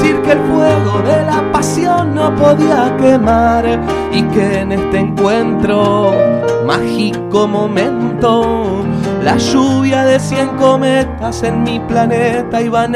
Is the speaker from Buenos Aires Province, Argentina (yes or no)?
yes; Avellaneda, Buenos Aires Province, Argentina; yo soy de Avellaneda, de Piñeiro. En mi casa mis viejos escuchaban mucho folclore, muchísimo.